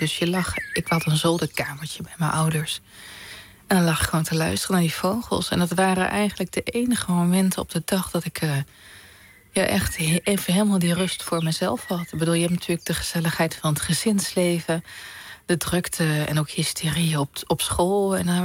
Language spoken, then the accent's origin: Dutch; Overijssel, Netherlands; Ik kom uit Twente, platteland.